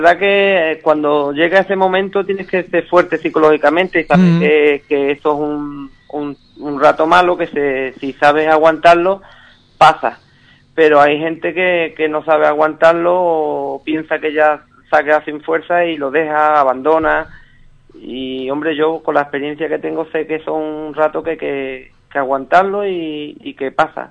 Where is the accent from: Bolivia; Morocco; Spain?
Spain; Andalusia; Nos resta como andaluz, pero, o sea, yo he quedado sexto de Andalucía